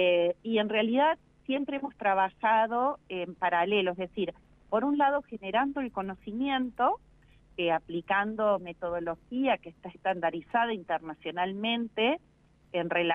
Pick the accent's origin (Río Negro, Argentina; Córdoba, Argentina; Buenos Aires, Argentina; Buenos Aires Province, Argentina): Córdoba, Argentina; Río Cuarto; moved away as an adult; now in La Pampa, Argentina; Bueno, en realidad soy bióloga, yo soy de Río Cuarto, iba a estudiar biología en Río Cuarto, pero una parte de mi familia se vino para acá, para La Pampa, justo cuando yo empezaba con la universidad.